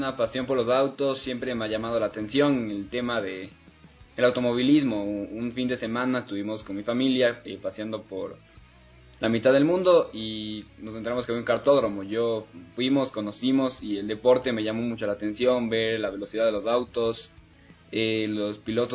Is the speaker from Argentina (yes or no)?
no; Ecuador; born there; nací en Ecuador y actualmente me estoy dedicando al kartismo profesional.